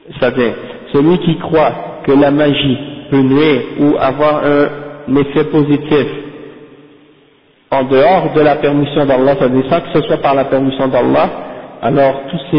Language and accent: French; Haiti; comme par exemple chez nous en Haïti par exemple.